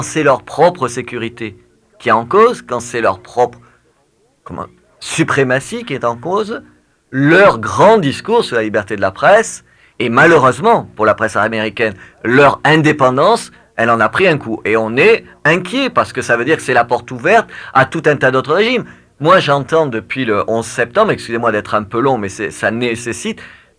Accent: France; Je suis français, la France est régulièrement

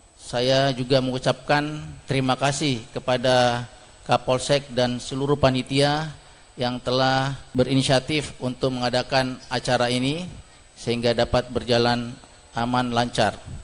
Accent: Makassar, South Sulawesi, Indonesia; now in Ponorogo, Indonesia; saya berasal dari Makassar, Sulawesi Selatan

